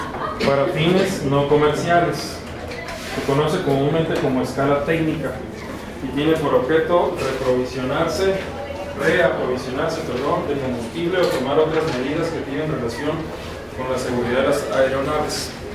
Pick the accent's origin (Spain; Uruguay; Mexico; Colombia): Mexico; Baja California; Pues soy de Baja California.